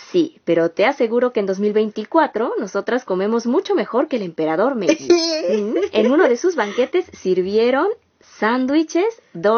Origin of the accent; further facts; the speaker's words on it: Mexico City, Mexico; now in Japan; En Japón, a diferencia de la Ciudad de México, de donde yo soy